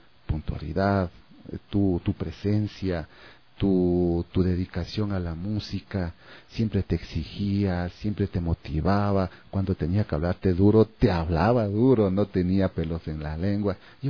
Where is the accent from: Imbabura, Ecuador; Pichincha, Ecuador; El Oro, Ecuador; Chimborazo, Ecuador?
Pichincha, Ecuador; San Pedro de Taboada; yo no soy de Amaguaña, yo soy de San Pedro de Taboada